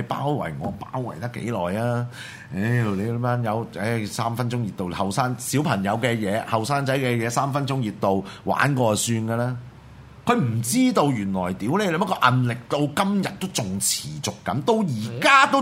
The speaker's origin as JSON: {"language": "Cantonese", "country": "Hong Kong", "said": "hea 鳩我哋香港人"}